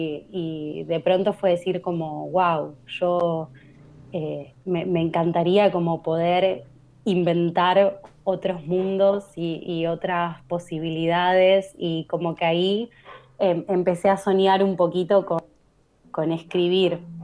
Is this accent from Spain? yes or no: no; Lomas de Zamora, Buenos Aires Province, Argentina; Me crié en Santa Marta, en Lomas de Zamora, entre Santa Marta y Villa Independencia, que son los barrios pegaditos. Y es como, bueno, soy de ahí en realidad, pero actualmente estoy viviendo en Avellaneda. Estuve en Sarandí el año pasado